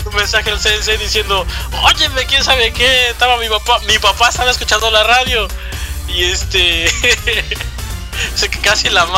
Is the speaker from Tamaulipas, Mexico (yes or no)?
no; Puebla, Mexico; Soy poblano y la cumbia la llevo en la sangre.